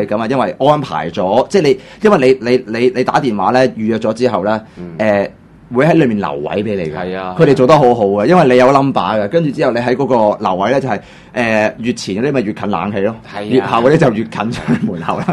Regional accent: Hong Kong; 你明白嘅就係我哋香港人咧，都係被英國殖民過噶嘛

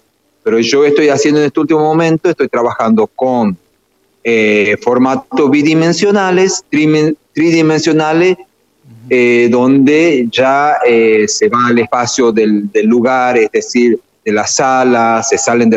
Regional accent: Argentina; cuando el lugar donde nacimos, allá en los Valles Cachaquíes, uno aprende, digamos, oralmente.

